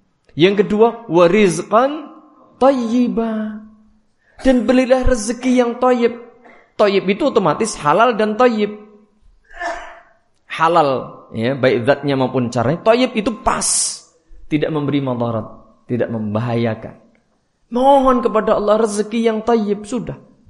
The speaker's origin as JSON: {"language": "Indonesian", "region": "Java", "country": "Indonesia", "said": "Nah, cara Jawa tepat pokoknya. Karena saya orang Jawa."}